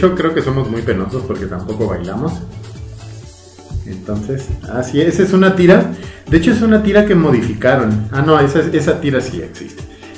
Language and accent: Spanish; Mexico; Porque hablamos de tacos y de cosas que nos pasan a nosotros, que somos mexicanos, que vivimos en México